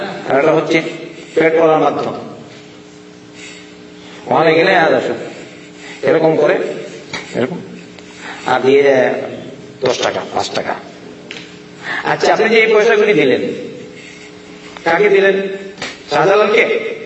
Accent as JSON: {"language": "Bangla", "region": "Sylhet Division", "country": "Bangladesh", "said": "কোনদিন আমি দুই মনে দেখলাম না গরম, আমি তো সিলেটের মানুষ দেখলাম না গরম।"}